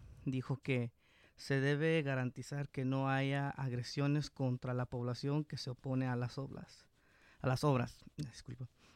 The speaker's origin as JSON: {"language": "Spanish", "town": "Santa Ana", "region": "California", "country": "United States", "tie": "born or raised there", "said": "Yo así aquí soy natal de Santa Ana. Mis padres, mi papá del bonito estado de México, mi mamá de Guerrero, aquí trayéndome para acá de este lado. Aquí nací, aquí crecí y aquí seguiré."}